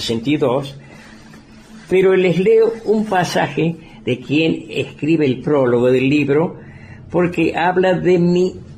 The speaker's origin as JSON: {"language": "Spanish", "town": "Río Cuarto", "region": "Córdoba", "country": "Argentina", "tie": "born there", "lives_now": "Villa Dolores, Argentina", "said": "Yo nací en Río Cuarto, ciudad del sur de Córdoba, el 9 de diciembre de 1931. No hace falta saber matemática para calcular que mi edad es mucha, 85"}